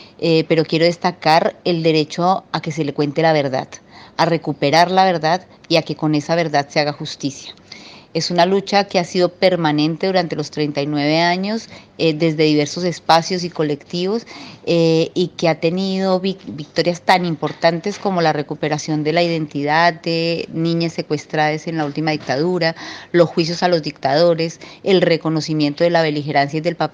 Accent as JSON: {"language": "Spanish", "country": "Colombia", "moved": "yes", "lives_now": "Buenos Aires, Argentina", "said": "soy colombiana y vivo en Argentina hace 10 años. Hago parte de la Asamblea de Colombianos en Buenos Aires. Bueno, desde mi condición de migrante colombiana"}